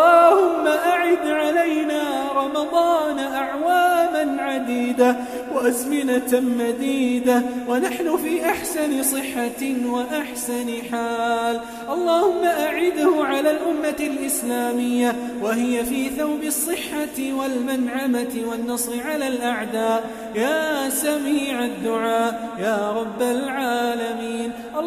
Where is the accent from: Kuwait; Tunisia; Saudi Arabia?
Kuwait; اللهم احفظ بلدنا الكويت